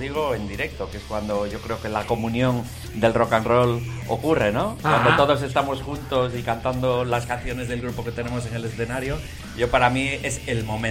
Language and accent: Spanish; A Coruña, Galicia, Spain; now in Madrid, Spain; yo soy de La Coruña, pero soy aficado en Madrid. … el guitarrista de … bueno, pues llevo mucho tiempo en Madrid